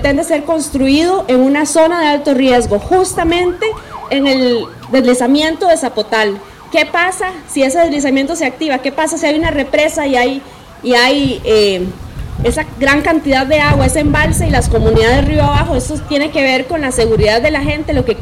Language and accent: Spanish; San Pedro, San José, Costa Rica; Nos venimos desde Pérez Celedón, venimos desde un lugar muy lejano que se llama San Pedro, defendiendo el río San Rafael.